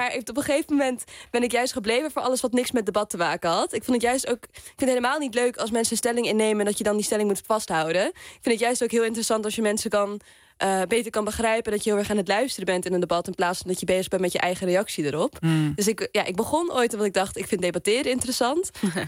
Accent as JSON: {"language": "Dutch", "town": "Amstelveen", "region": "North Holland", "country": "Netherlands", "said": "Zelfs ben ik een jongere uit Amstelveen"}